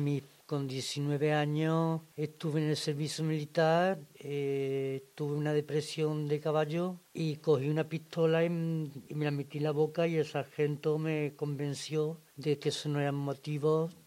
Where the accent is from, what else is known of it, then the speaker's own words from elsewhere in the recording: Córdoba, Andalusia, Spain; now in Zaragoza, Spain; Bueno, yo soy de Córdoba, del sur, Córdoba.